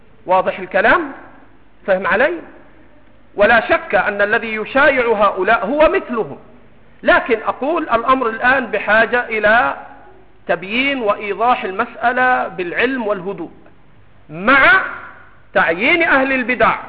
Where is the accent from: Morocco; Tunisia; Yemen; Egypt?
Egypt; سمك الأراميط عندنا في مصر سمك عليه دهن